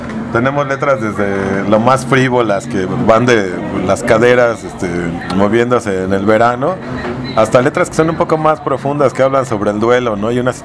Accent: Iztapalapa, Mexico City, Mexico; Yo crecí en Iztapalapa con mi hermano, ahora vivo en la Agrícola Oriental, pero bueno, somos de Iztapalapa, mi primo de Tepito, ¿no?

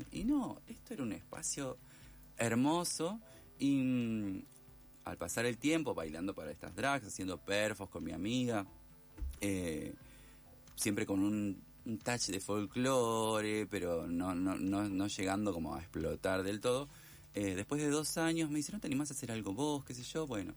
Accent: Esperanza, Santa Fe, Argentina; born or raised there; moved away as an adult; now in Buenos Aires, Argentina

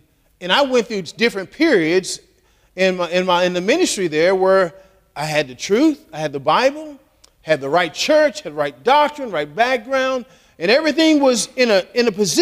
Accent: Texas, United States; I'm from Texas, so I guess it's coming out tonight.

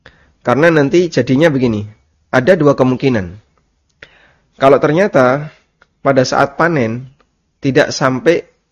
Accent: Lamongan, East Java, Indonesia; Ada transaksi yang ini saya jumpai di kampung saya ya, di daerah Lamongan.

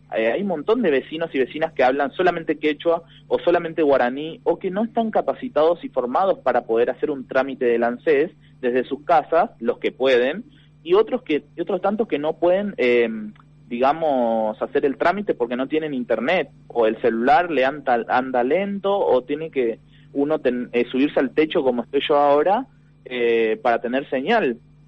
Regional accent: Buenos Aires, Argentina; Yo soy de la Villa 2124 y tenemos diferentes problemáticas.

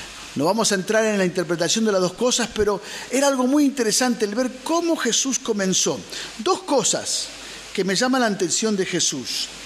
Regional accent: Argentina; que como argentinos decimos

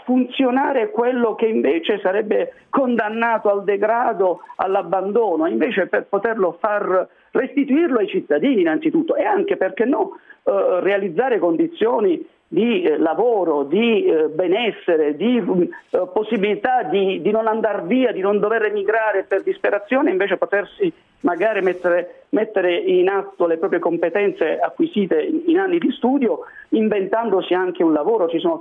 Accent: Apulia, Italy; Io sono pugliese, quindi mi riferisco in particolare delle situazioni dell'Italia meridionale

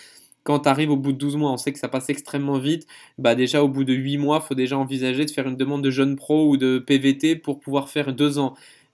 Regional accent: France

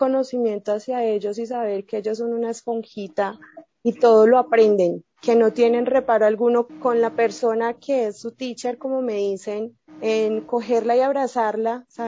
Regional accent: Medellín, Antioquia, Colombia; now in Bogotá, Colombia; Soy de Colombia, soy de Medellín, Colombia, pero estoy radicada en la ciudad de Bogotá.

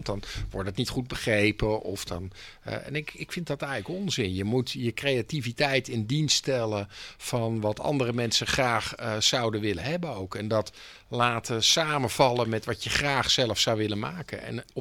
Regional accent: Delft, South Holland, Netherlands; dat wij uit Delft komen is eigenlijk irrelevant.

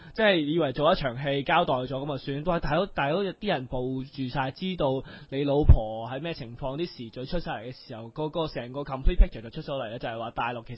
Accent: China; 我喺大陆咧就睇过好多城市，见到祖国非常之繁荣，我好欣慰，我觉得自己好自豪，作为一个中国人

